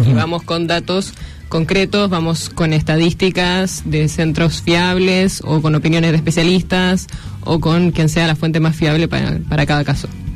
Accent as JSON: {"language": "Spanish", "country": "Chile", "moved": "as an adult", "lives_now": "Argentina", "said": "Yo soy chilena."}